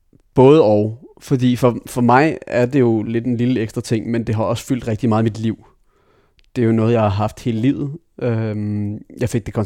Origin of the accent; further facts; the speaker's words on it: Taarbæk, Capital Region of Denmark, Denmark; Jo, jeg voksede op i Torbæk. Mine forældre blev skilt, da jeg var 2.